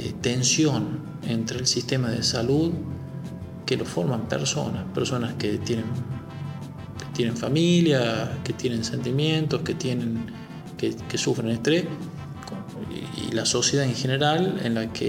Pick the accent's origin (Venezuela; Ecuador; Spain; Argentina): Argentina; La Rioja; Yo soy de Los Llanos, y en Los Llanos teníamos pueblos, villas, o sea, villas, poblados pequeños, a 7 kilómetros de Chamical, que no tenían luz.